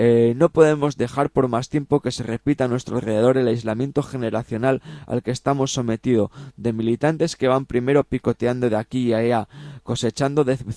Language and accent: Spanish; Asturias, Spain; de las cosas interesantes que se hacen en mi tierra, ¿no? También pues tenemos pues bueno, pues comentaros, también aprovechamos ya que estamos hablando de Asturias